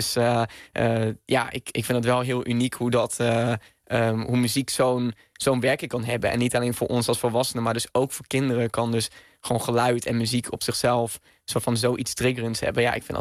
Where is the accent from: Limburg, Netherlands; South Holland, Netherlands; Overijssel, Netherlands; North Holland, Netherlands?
Limburg, Netherlands; Venray; Ja, geboren en getogen in Venray, in Noord-Limburg.